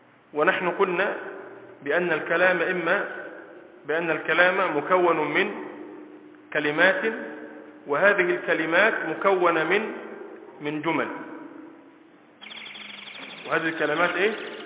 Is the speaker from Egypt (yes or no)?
yes; Egypt; وإلا لو سألتني وأنا من مصر عن هذا الحيوان الذي له صفة كذا لقلت هذا اسمه أسد